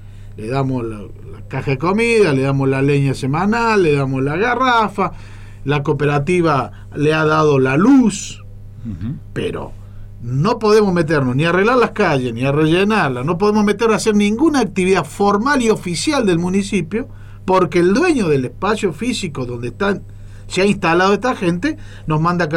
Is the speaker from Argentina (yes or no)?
yes; Córdoba, Argentina; El conejo, el castor y los cordobeses. Así nos cargaban allá cuando sintieron mi tonada.